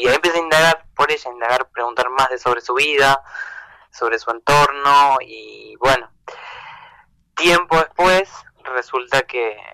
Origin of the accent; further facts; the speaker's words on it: Concepción del Uruguay, Entre Ríos, Argentina; also born or lived in Buenos Aires; Yo vivo en Buenos Aires, estaba allá, bueno, me quedé sin trabajar, y me vengo a Entre Ríos, a Uruguay, de donde soy, donde somos, con Pame.